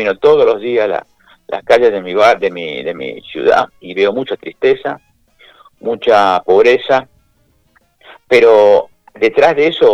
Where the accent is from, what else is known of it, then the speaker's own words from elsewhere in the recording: Argentina; Así somos los argentinos.